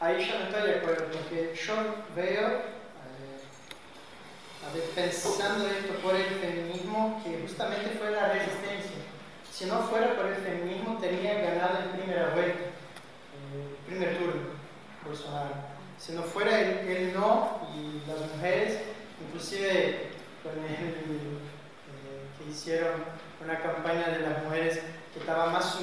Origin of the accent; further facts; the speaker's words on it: Ponta Grossa, Paraná, Brazil; Spanish is a second language; now in La Plata, Argentina; soy becario de CAPES, y hago el doctorado acá, en geografía, en La Plata. Soy de Ponta Grossa, sur.